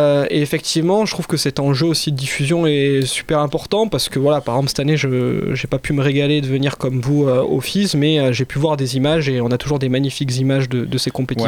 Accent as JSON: {"language": "French", "town": "Montpellier", "region": "Occitanie", "country": "France", "said": "on voit nous en tant que Montpelliérain notre ville mise en avant"}